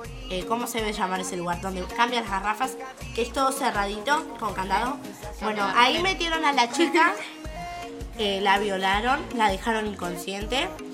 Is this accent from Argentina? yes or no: yes; Almirante Brown, Buenos Aires Province, Argentina; Nosotros somos del barrio de Los Altos, como saben, de Gleu y del partido de Mirante Brown.